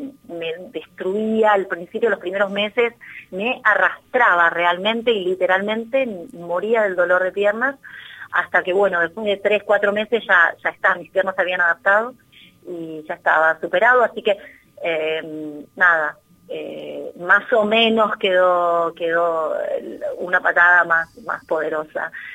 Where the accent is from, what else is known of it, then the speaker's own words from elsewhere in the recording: Burzaco, Buenos Aires Province, Argentina; Sí, soy de Bursaco.